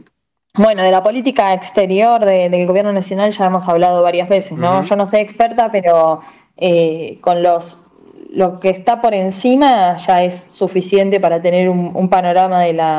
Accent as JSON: {"language": "Spanish", "town": "Berisso", "region": "Buenos Aires Province", "country": "Argentina", "tie": "born or raised there", "said": "en mi ciudad, en la ciudad de Berisso, que es el kilómetro cero"}